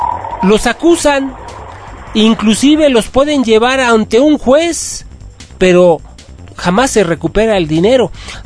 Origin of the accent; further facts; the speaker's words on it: Mexico; esa cultura que tienen los mexicanos, que tenemos como mexicanos, del paternalismo?